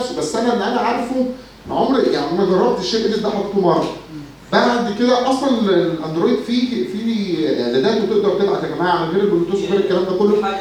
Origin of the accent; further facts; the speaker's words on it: Egypt; بس احنا دماغنا كمصريين اكيد محدش يقدر عليه